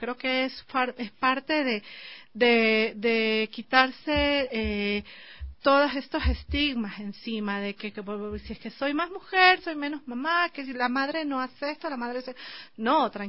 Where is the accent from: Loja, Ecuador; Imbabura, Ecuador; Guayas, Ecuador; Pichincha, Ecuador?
Guayas, Ecuador; Guayaquil; accent: coastal; Es que soy de Guayaquil, hablo bastante. No, entonces, lo costeño.